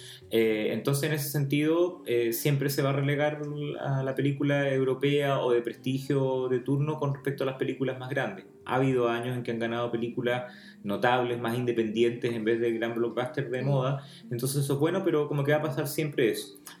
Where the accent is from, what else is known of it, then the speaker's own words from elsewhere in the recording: Chile; para nosotros que somos chilenos como que cuesta dimensionarlo